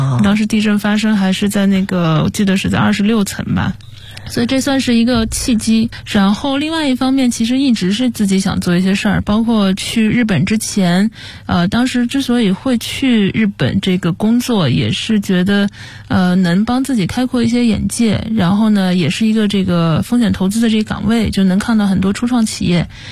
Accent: Zhejiang, China; 我爸是公务员，但是我妈妈是从商的。然后因为我是浙江人嘛，其实家里面的亲戚啊，这些从事这种商业的还挺多的。

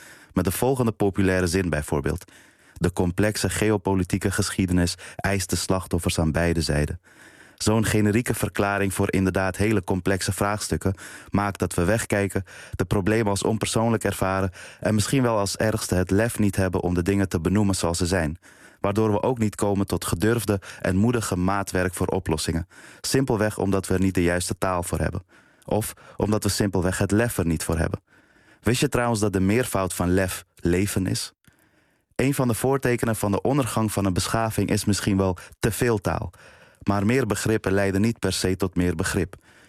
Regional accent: Amsterdam, North Holland, Netherlands; En ik kom ook uit Amsterdam-Noord.

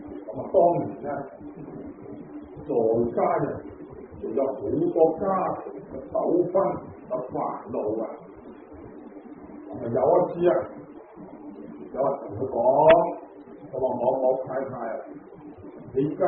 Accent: Guangdong, China; 我哋中意食油条啊，即系我哋广东人话叫油炸鬼。

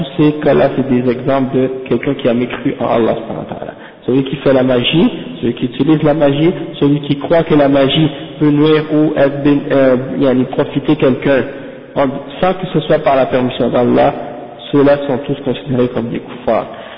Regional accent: Haiti; comme par exemple chez nous en Haïti par exemple.

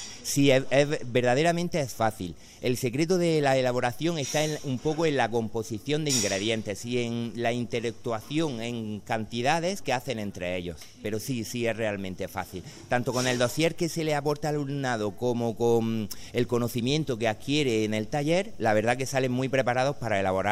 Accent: Spain; pero como españoles siempre tenemos que arrastrar un poquito hacia nuestra parte el sentido de la receta.

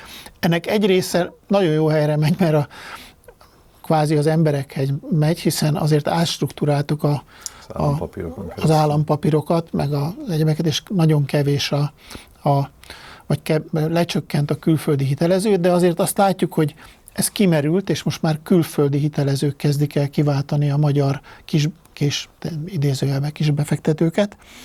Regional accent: Hungary; én amit beleértem magamat is, mint magyar

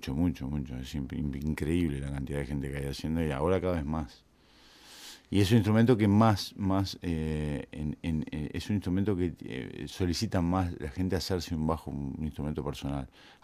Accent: Rivera, Uruguay; also born or lived in Montevideo; Yo nací en Bellavista, o sea, ahí, Plaza Cuba, a García y Boulevard Artigas. Pero en realidad viví 15 años en Rivera.

